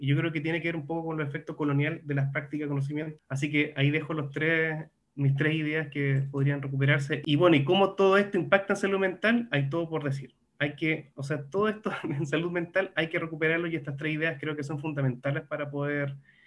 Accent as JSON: {"language": "Spanish", "region": "southern Chile", "country": "Chile", "said": "Yo soy del sur de Chile, y nos encontramos en un lugar, estábamos en la playa mirando el mar"}